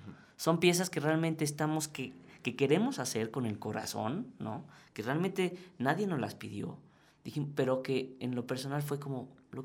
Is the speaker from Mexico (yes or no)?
yes; Mexico; ¿quién puedo ser yo como diseñador mexicano en un mundo global? Pues la respuesta es fácil, pues un diseñador mexicano.